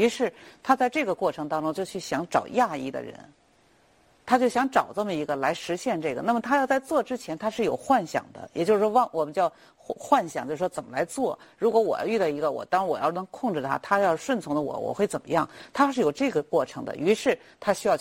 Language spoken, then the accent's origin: Chinese; China; 因为我们中国人我们的观念这个东西是很重要的